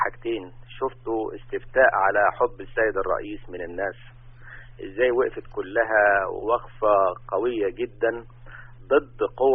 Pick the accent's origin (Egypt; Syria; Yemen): Egypt; وانا مواطن مصري قبل ان اكون يعني طبيب دكتور في الجامعة.